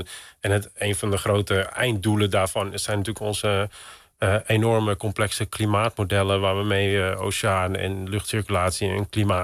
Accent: Texel, North Holland, Netherlands; born there; het was nooit een doel om hier terug te komen of zo op Texel. En nu woon ik in het dorp waar ik geboren ben.

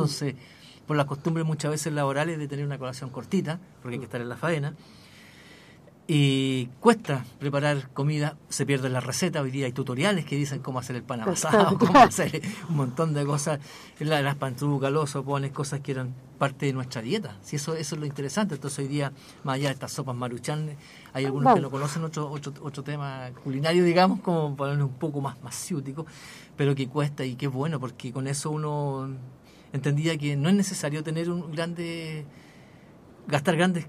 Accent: Chile; nosotros como sociedad, como Chile, como chilenos, digo

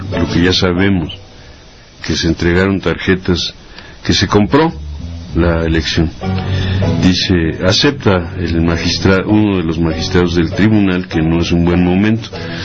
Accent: Mexico; no somos los mexicanos pobres

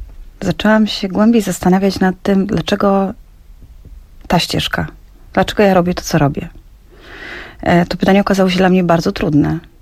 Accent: Oświęcim, Lesser Poland, Poland; born there; ja się urodziłam w Oświęcimiu i w tym mieście

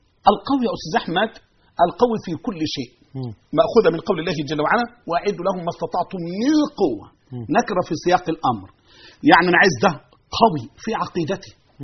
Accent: Egypt; أي فكر يحمل هذه الأمور لن نسمح به في بلدنا مصر، بل سنطهرها من أندرنهم وجنسهم

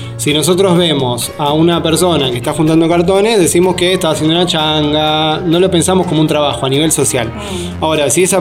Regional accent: Ituzaingó, Buenos Aires Province, Argentina; born there; yo soy nacido en Ituzaingó, en el barrio Villa Irupé, pero tengo una conexión con esta zona porque mi mamá vino de España en el año 51 a vivir a este barrio.

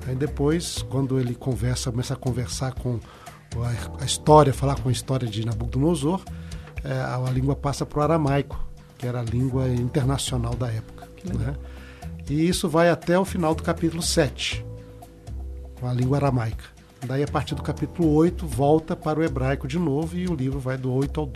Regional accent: Governador Valadares, Minas Gerais, Brazil; Sou de Mineiro, né? Governador Valadares. Eu me tornei adventista aos 17 anos

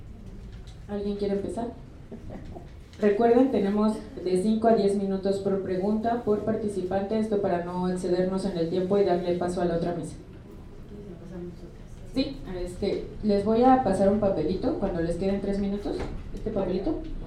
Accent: Iztapalapa, Mexico City, Mexico; born there; porque si bien hay menos centros culturales en Iztapalapa, que es de donde yo nací

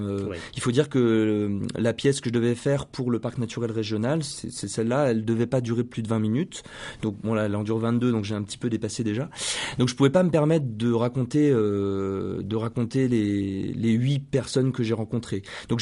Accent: Bellegarde, France; moi, je suis d'origine de Bellegarde. J'y habite plus aujourd'hui, hein, mais voilà, mes parents habitent la région. J'y ai grandi, j'y connais beaucoup de monde.

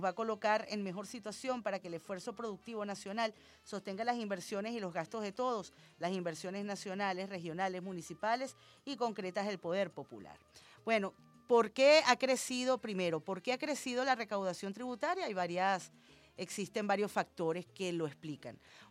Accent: Venezuela; el resultado de nuestros aportes como venezolanos y venezolanas responsables

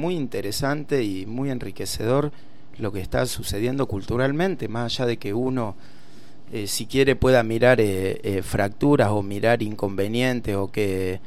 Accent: Buenos Aires Province, Argentina; Yo vengo de casi de la Patagonia, del sur del sur de la provincia de Buenos Aires.

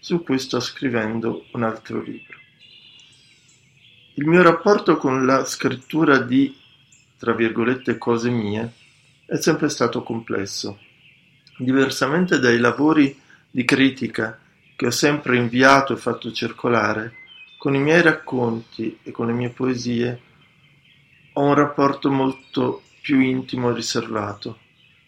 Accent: Milan, Lombardy, Italy; born there; sono nato a Milano nel 1965.

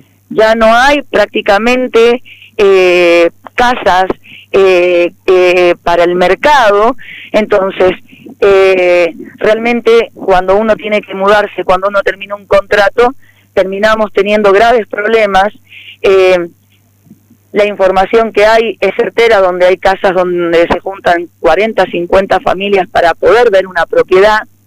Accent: Argentina; somos ciudadanos argentinos, todos nativos

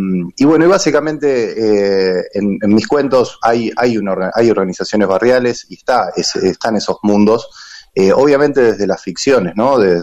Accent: Rosario, Santa Fe, Argentina; vengo yo de Rosario, y vengo de lo que es la militancia en un barrio, en una radio comunitaria, que queda en la localidad de Capitán Bermúdez

